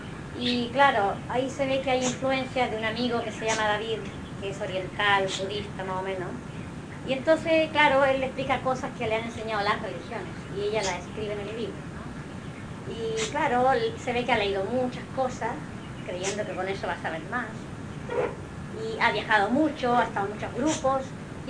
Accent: Chile; now in Mallorca, Spain; Cuando yo, claro, vine de Chile, lógico que también he viajado, pero yo me quedé en Barcelona un tiempo, después aquí en Mallorca

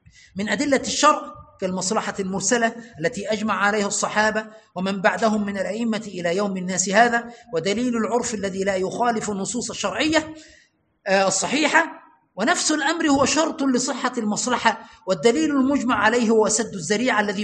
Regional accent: Egypt; كما حدث عندنا في مصر بأخذ المذهب

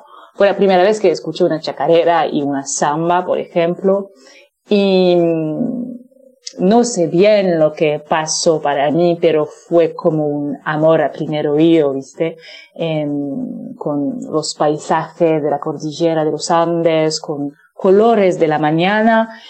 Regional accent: Briançon, Provence-Alpes-Côte d'Azur, France; also born or lived in Marseille; mi mamá es francesa y viene del norte de Francia. Yo nací en una ciudad que se llama Marsella, al sur de Francia. Es un puerto cerca del mar y crecí en los Alpes franceses, cerca de la frontera italiana, en un pueblo que se llama Briançon.

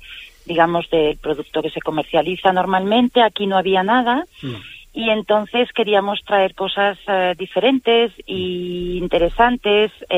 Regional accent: Barcelona, Catalonia, Spain; Yo vengo de Barcelona y allí es un nombre bastante común.

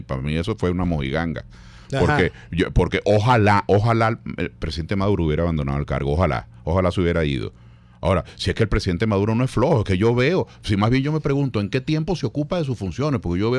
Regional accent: Venezuela; Porque nosotros los civiles, en fin de cuentas, civiles somos. Somos venezolanos igual.

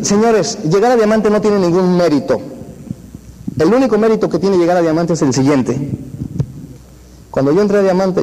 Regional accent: Mexico; Ay, no, Diosito, yo soy mexicano.

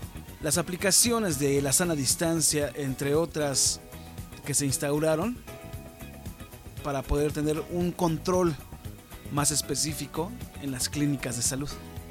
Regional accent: Mexico; Es algo que manejamos día a día nosotros como mexicanos.

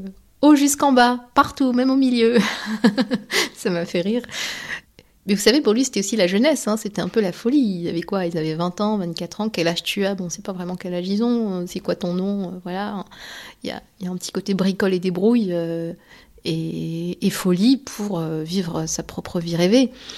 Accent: Méricourt, Hauts-de-France, France; Mon père travaillait à la fosse 4-5 Sud, à Méricourt sous Lens, là où j'ai grandi.

